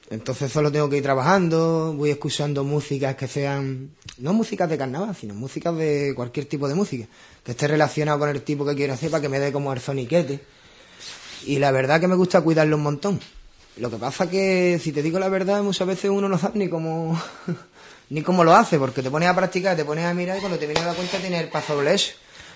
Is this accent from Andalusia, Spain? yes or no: yes; Ubrique, Andalusia, Spain; todos los que somos de Ubrique estamos en España